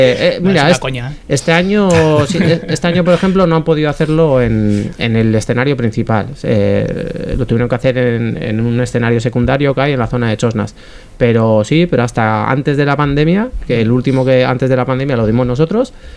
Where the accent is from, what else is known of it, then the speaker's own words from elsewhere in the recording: Santurtzi, Basque Country, Spain; Sí, o sea, por mí sí, porque soy de Santurchi.